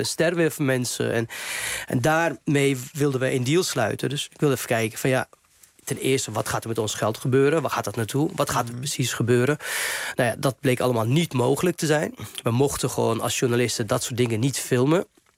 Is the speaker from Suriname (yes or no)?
no; Lebanon; Dutch is a second language; now in Netherlands; maar ook voor Libanon bijvoorbeeld, waar ik vandaan kom.